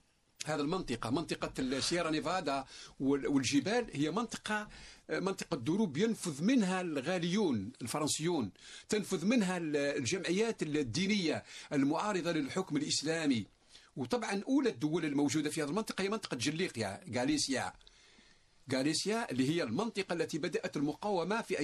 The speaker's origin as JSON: {"language": "Arabic", "country": "Algeria", "said": "معروفة كجبال الأطلس عندنا في الجزائر"}